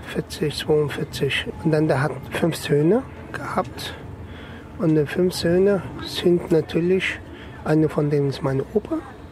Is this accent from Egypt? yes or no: no; Elazığ, Elazığ Province, Turkey; born there; German is a second language; moved away; dann weiter fahre ich mal zu meinem Geburtsland, zu meinem Land. Das ist in Elazığ.